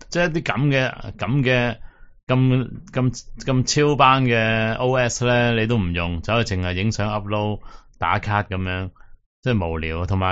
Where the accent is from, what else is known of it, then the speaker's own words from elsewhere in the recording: Hong Kong; 唔使同我哋香港人争嘅女嘅